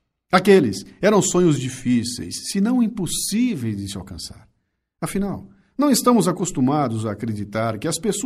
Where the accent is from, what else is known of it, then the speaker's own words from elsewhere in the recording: Bauru, São Paulo, Brazil; born there; now in São Paulo, Brazil; como é bom ser caipira. Eu nasci em Bauru e vim para Capitar com 19 anos para estudar.